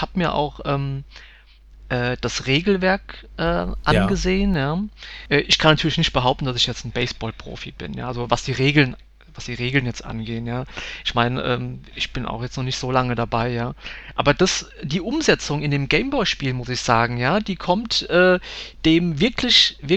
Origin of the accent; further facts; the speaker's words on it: Rhineland-Palatinate, Germany; Und ich komme ja ganz aus der Nähe von Mainz.